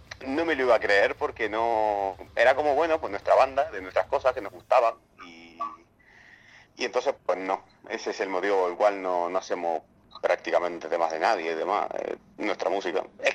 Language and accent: Spanish; Argentina; porque soy argentino.